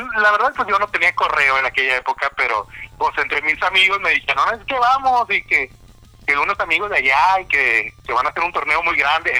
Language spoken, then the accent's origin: Spanish; Guadalupe, Nuevo León, Mexico; yo soy de Guadalupe y yo tenía mis amigos que, somos los mejores de Guadalupe.